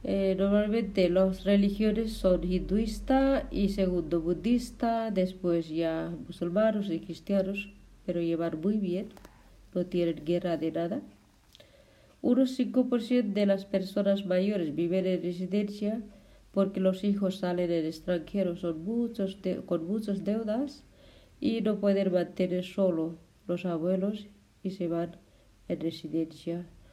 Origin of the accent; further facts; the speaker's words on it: Nepal; now in Valencia, Spain; soy de Nepal, vivo aquí en la plaza de Saidia, Valencia.